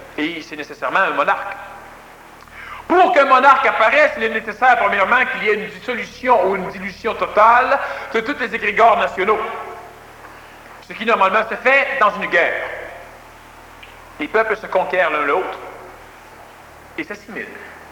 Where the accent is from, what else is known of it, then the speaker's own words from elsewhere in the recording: Quebec, Canada; je ne dis pas cela parce que je suis Québécois, je suis venu au monde au Québec